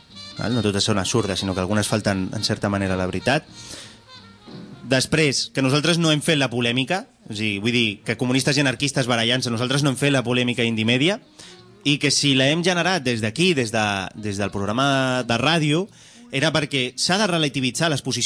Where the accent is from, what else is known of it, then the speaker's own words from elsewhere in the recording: Barcelona, Catalonia, Spain; jo vinc d'una família obrera. La meva àvia era minera i la meva mare és assalariada. O sigui que a mi no em venguin la moto i m'he criat a Nou Barris.